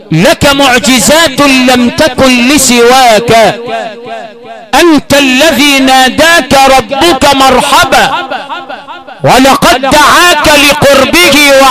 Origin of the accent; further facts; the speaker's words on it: Sharqia Governorate, Egypt; عندنا في الشرقية ومن أسوان لإسكندرية